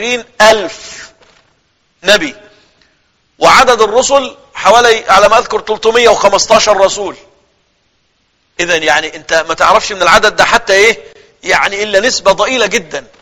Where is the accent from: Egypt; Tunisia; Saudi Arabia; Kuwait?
Egypt; أنا كرجل مصري لو أنا مش مسلم كنت أبقى إيه؟